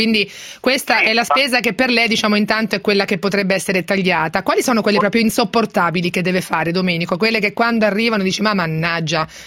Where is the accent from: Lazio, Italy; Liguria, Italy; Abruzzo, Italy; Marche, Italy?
Marche, Italy; io sono marchigiana